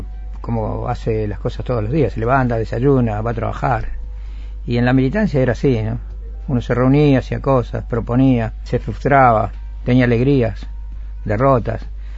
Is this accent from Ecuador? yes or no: no; Argentina; moved away; also born or lived in Madrid, Spain; Yo tuve tres exilios. El primero me fui en el año 77 de la Argentina y viví un año en Madrid. Ahí nació mi hija.